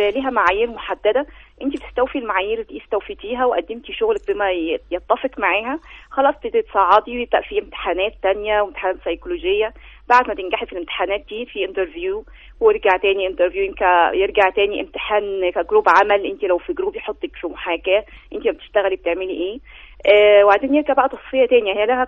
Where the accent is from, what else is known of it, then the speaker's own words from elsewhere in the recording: Egypt; فإحنا قلنا طيب ليه إحنا بس نستفيد منه كمصريين